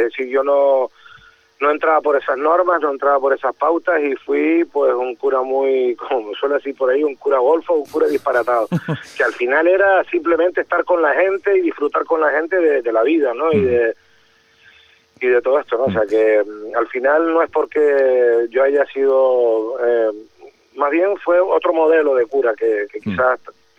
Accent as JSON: {"language": "Spanish", "town": "Güímar", "region": "Canary Islands", "country": "Spain", "tie": "born or raised there", "said": "nombro todo lo que es mi infancia aquí en Güímar, lo que fue una infancia muy feliz"}